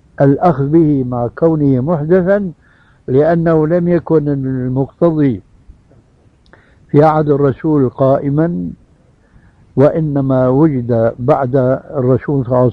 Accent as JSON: {"language": "Arabic", "country": "Syria", "said": "كما يقول العام عندنا في سوريا"}